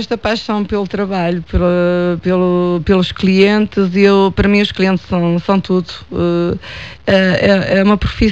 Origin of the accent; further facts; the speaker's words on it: Manteigas, Centro, Portugal; Eu sou de Manteigas, mas sinto-me como se fosse de Oliveira do Hospital.